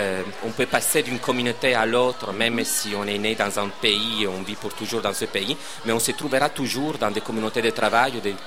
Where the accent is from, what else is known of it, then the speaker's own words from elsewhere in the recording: Italy; moved away as an adult; quand je suis parti de l'Italie, j'avais 20 ans, et j'ai laissé tout un groupe d'amis